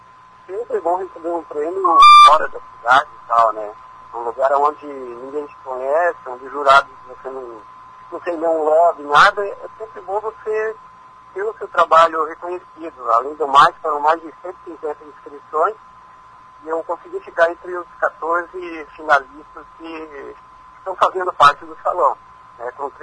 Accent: Foz do Iguaçu, Paraná, Brazil; eu faço questão de dizer que eu sou de Foz do Iguaçu, né?

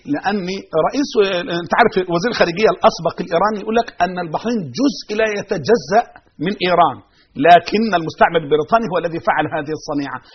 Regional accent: Egypt; أي فكر يحمل هذه الأمور لن نسمح به في بلدنا مصر، بل سنطهرها من أندرنهم وجنسهم

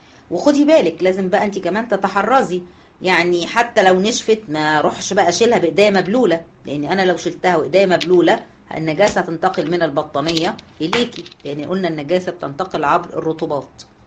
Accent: Egypt; طبعا انتوا عارفين المشهور هنا عندنا في مصر

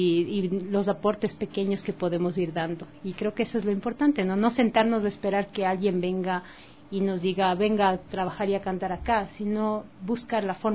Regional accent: Ecuador; Porque igual somos artistas ecuatorianos

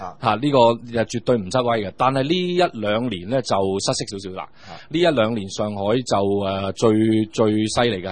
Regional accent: Shenzhen, Guangdong, China; 因為我哋深圳講，我哋廣東人所謂南蠻啊嘛

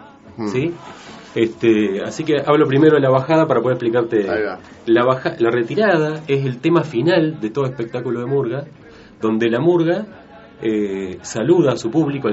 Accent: Uruguay; now in Argentina; Yo nací en Uruguay, viví unos años allá, después, digamos, vivo en la Argentina desde hace muchísimos años

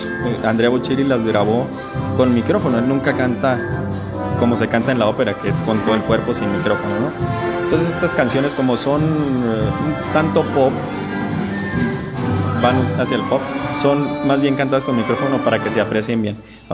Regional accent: Chihuahua, Mexico; soy tenor, soy del estado de Chihuahua

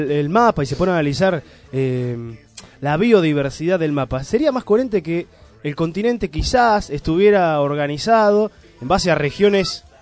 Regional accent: Argentina; yo soy argentino

